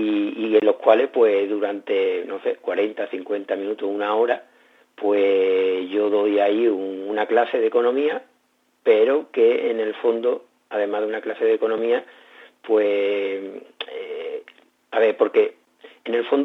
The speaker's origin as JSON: {"language": "Spanish", "town": "Morón de la Frontera", "region": "Andalusia", "country": "Spain", "tie": "born or raised there", "said": "estuvo en mi pueblo, en Morón de la Frontera, en 1998, en el siglo XX"}